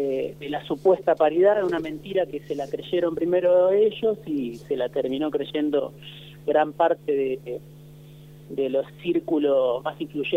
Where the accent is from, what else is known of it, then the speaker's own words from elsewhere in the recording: Argentina; obviamente como tantos argentinos y argentinas trabajando quizá demasiado para tener un sueldo